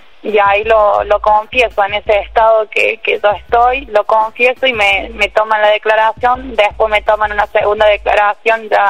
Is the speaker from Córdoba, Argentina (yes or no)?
yes; Córdoba, Argentina; Sí, yo soy de Córdoba capital, viajé esta mañana